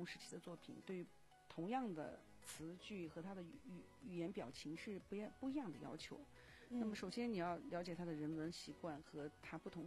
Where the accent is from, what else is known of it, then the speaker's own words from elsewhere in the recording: China; 因为作为一个中国人，到了那儿就是一个亚洲人啊。